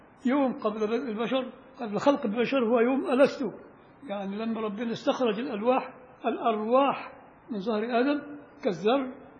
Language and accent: Arabic; Upper Egypt, Egypt; أنا صعيدي عشان ما حدش يزعل، بس الصعيدة لا يعترفون بنا، ولك الصعيد فوق، تروح لغاية المليون الصعيد فوق، فين بقى؟ احنا في بني سويف